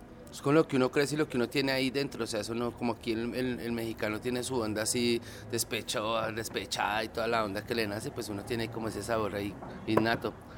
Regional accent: Colombia; Y a eso pues se le suma pues lo que es uno como colombiano

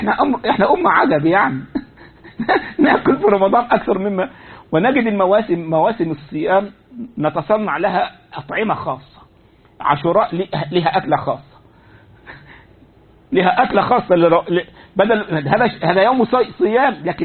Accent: Egypt; هو عندنا في مصر بعض يقول لك الحلال هو الذي حل بيدك

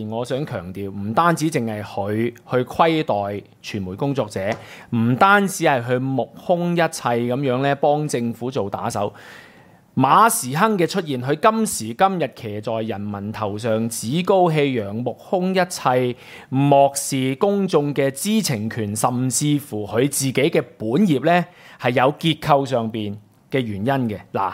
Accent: Hong Kong; 呢個就係擺我哋香港人睇得到呢個特區政府點樣施政

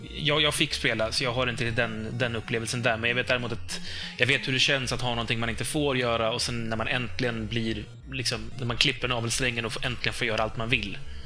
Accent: Uppsala, Uppsala County, Sweden; Jag säger ju mögel, jag är från Uppsala.

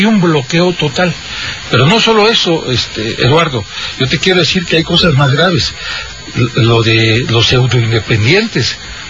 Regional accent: Catemaco, Veracruz, Mexico; Sí, soy de Catemaco, me están ayudando.

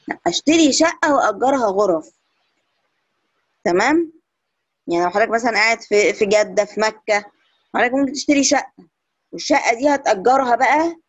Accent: Egypt; هنلاقي إنها انتشرت جدا عندنا في مصر

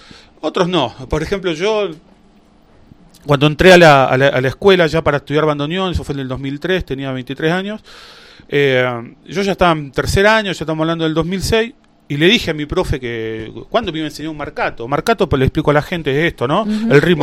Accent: Buenos Aires, Argentina; born there; yo nací en Buenos Aires, mi papá era misionero, mi mamá era italiana

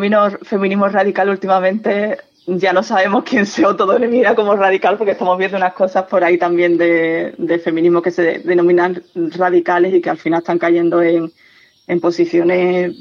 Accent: Andalusia, Spain; Y yo soy andaluza

